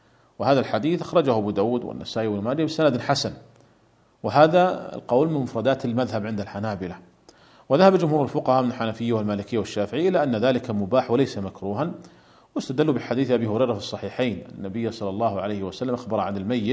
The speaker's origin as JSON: {"language": "Arabic", "country": "Saudi Arabia", "said": "عندنا في المملكة العربية السعودية لا يوجد على القبور قبب"}